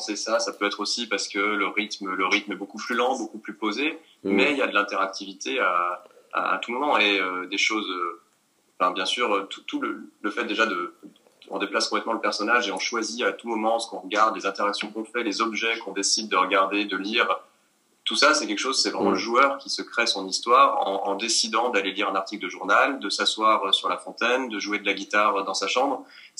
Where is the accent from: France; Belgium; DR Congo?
France; il fallait qu'on prouve qu'en tant que Français, qu'on savait écrire une histoire